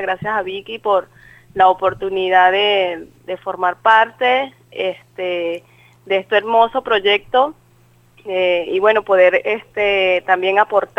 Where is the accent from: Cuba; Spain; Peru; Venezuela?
Venezuela; now in Argentina; Soy venezolana. Tengo ya casi un año acá en Argentina